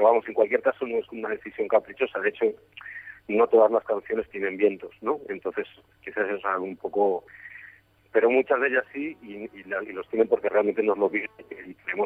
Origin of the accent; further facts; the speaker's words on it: Madrid, Community of Madrid, Spain; tres madrileños y un alemán, que se llama Ur, y que realmente yo somos los madrileños